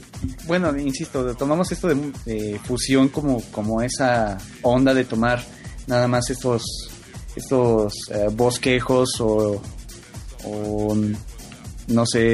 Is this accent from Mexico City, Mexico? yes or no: yes; Mexico City, Mexico; la otra parte somos de aquí del DF, entonces andamos medio repartidones.